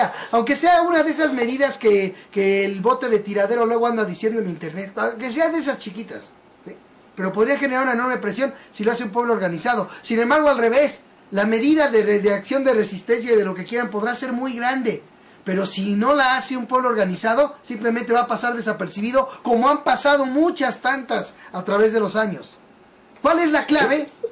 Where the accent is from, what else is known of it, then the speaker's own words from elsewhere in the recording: Mexico; esa es la falla que tenemos como mexicanos